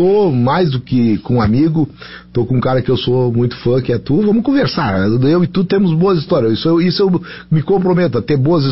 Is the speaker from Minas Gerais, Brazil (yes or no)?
no; Porto Alegre, Rio Grande do Sul, Brazil; Não, eu nasci em Porto Alegre e a minha vida praticamente, ela é toda construída em Porto Alegre. Mas eu tenho uma ligação muito forte lá com São Chico de Paulo, terra de toda a minha família